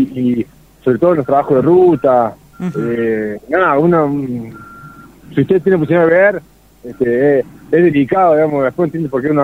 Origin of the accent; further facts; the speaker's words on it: Córdoba, Argentina; Yo soy de Ciudad Córdoba, tengo 37 años, he visto cómo, conozco este valle de hace mucho, de haber venido de pibe, ¿no?